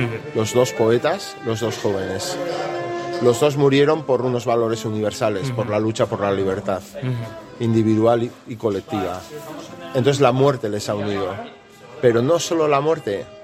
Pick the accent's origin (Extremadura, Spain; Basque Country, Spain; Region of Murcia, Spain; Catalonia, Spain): Basque Country, Spain; una visión de mi tierra, de mi país uh-huh. y de la Euskal Herria que yo quisiera.